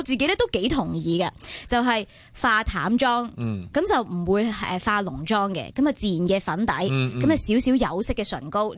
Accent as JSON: {"language": "Cantonese", "country": "Hong Kong", "said": "究竟我哋香港人咧系会着啲乜嘢"}